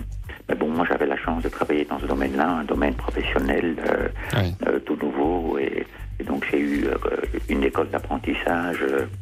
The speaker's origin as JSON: {"language": "French", "town": "Namur", "region": "Wallonia", "country": "Belgium", "lives_now": "Gigondas, France", "said": "Oh, je suis originaire de Namur, au centre de la Belgique francophone."}